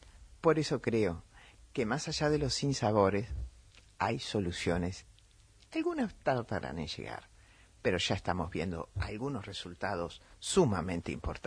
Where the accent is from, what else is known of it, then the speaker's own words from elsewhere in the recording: Argentina; Como argentinos no podemos salir a decir cosas que también escuché esta semana.